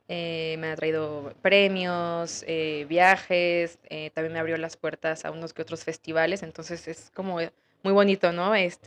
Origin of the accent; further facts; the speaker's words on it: Mexico City, Mexico; crecí en la Ciudad de México, entonces soy una mezcla de muchas cosas y eso también se ve en mi música.